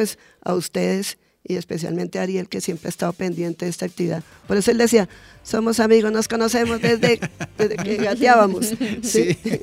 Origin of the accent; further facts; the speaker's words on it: Soacha, Cundinamarca, Colombia; casi todos los eventos fuera de Soacha los ganan y los ganamos